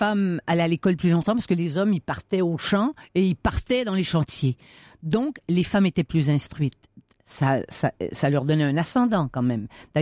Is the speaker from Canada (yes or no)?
yes; Quebec, Canada; accent: joual; first language joual; parce que je viens pas de ce monde-là. Et ma première langue, c'était le joual.